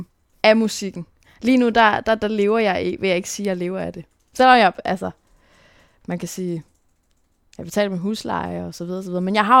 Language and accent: Danish; Tisvilde, Capital Region, Denmark; Men jeg er opvokset i Tisvilde, og det var bare en af de smukkeste dele af mit liv.